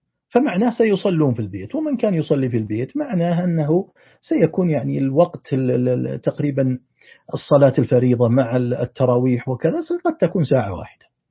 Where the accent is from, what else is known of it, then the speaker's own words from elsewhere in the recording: Saudi Arabia; في تقويم أم القرى عندنا في السعودية